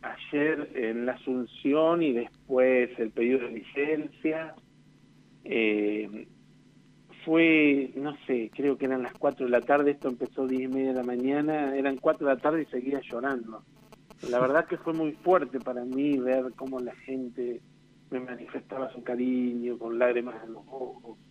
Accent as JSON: {"language": "Spanish", "town": "Uriburu", "region": "La Pampa", "country": "Argentina", "said": "así que nada, están en mi corazón y orgullosamente uriburense."}